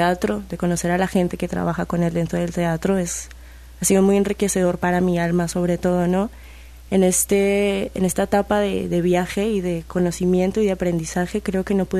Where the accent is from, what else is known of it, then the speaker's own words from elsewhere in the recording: Bogotá, Colombia; now in Xalapa, Mexico; Yo soy de Colombia, de Bogotá, vivo aquí en Jalapa hace 4 años ya.